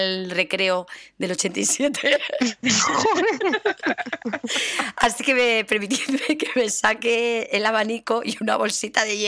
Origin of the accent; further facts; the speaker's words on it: Cuenca, Castilla-La Mancha, Spain; Así que estoy por invitarle a las fiestas de mi pueblo en Cuenca